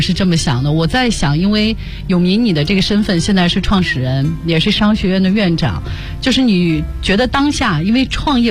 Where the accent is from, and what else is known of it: China